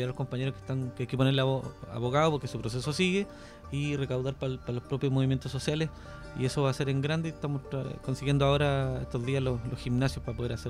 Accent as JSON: {"language": "Spanish", "town": "Concepción", "region": "Biobío", "country": "Chile", "said": "es pega pendiente para nosotros que somos los de Conce."}